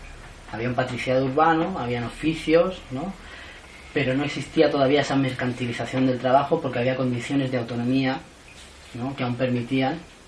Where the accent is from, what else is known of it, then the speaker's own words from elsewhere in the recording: Levante, Spain; Yo vengo del Levante y en muchas ciudades el centro histórico es mínimo